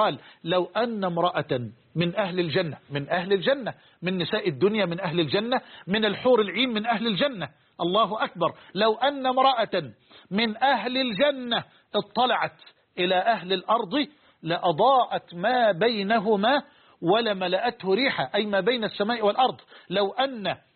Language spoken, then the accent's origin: Arabic; Egypt; عندنا في مصر بلوع عجلة برا اللي هي البايسكل